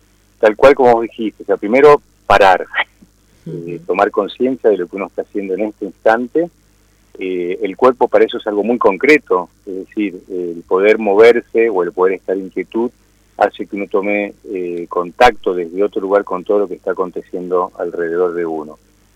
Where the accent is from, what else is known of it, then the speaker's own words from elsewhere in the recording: Mendoza, Argentina; born there; moved away as an adult; Sí, un poco de retorno porque estoy volviendo también a mi provincia. Yo nací aquí en Mendoza, me fui a los 20 años dando vueltas y formándome en distintas líneas. Bueno, y ahora estoy acá